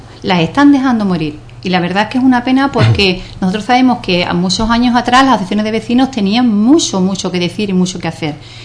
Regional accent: Ubrique, Andalusia, Spain; los ciudadanos somos los ciudadanos de Ubrique, todos en general, somos los que hacemos el pueblo

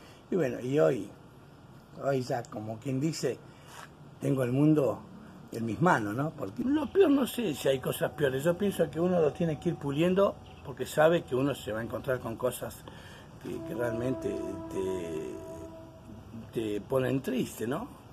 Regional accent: Las Heras, Santa Cruz, Argentina; esto ya hace 9 años que no vuelvo a mi tierra natal. Yo soy nacido en la provincia de Las Heras, en la provincia de Santa Cruz, en la localidad de Las Heras, colonia de Las Heras, provincia de Santa Cruz

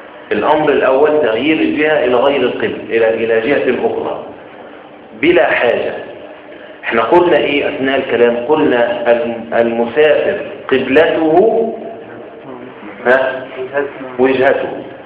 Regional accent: Egypt; عندنا في مصر ينفع

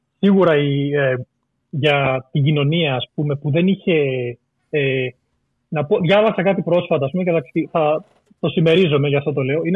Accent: Greece; γιατί μεγάλωσα, ας πούμε, στην Ελλάδα με ένα ξενικό όνομα

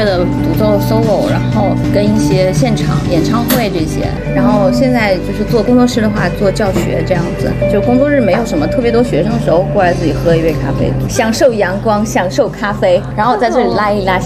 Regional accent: Hubei, China; now in Beijing, China; 不是，我是湖北人。

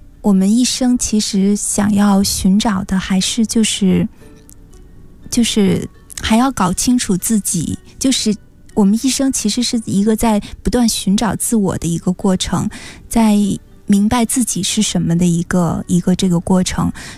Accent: China; 可能我们中国人不太容易接受

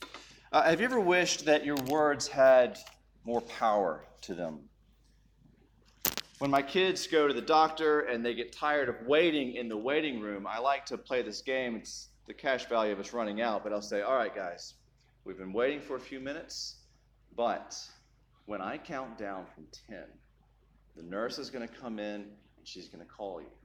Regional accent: Birmingham, Alabama, United States; I am a Southern transplant. I'm from Birmingham, Alabama, y'all.

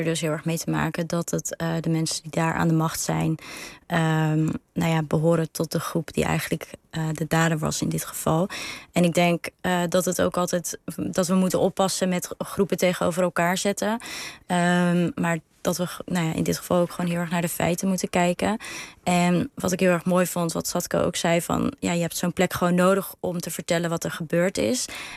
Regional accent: Netherlands; maar ik ben een Nederlander, ik woon hier.

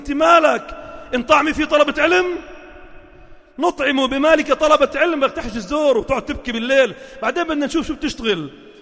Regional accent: Palestine; now in Lebanon; أنا الأصل من فلسطين وأسكن في لبنان.

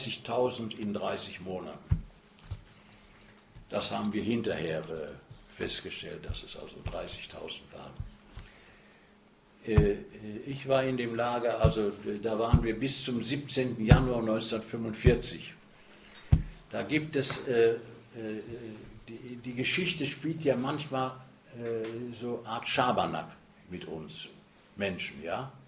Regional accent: North Rhine-Westphalia, Germany; Und dann kann ich in meine Heimat ins Ruhrgebiet gehen.

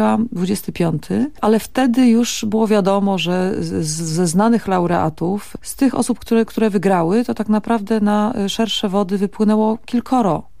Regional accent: Bielsko-Biała, Silesian Voivodeship, Poland; ostatnio w rodzinnym Bielsku było dwoje z dużą winylową Jachozną i z kasetami przychodzą

